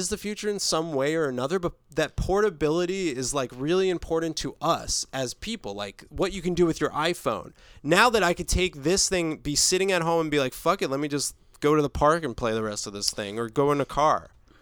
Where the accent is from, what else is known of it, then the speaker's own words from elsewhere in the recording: New Jersey, United States; I'm from New Jersey, dude.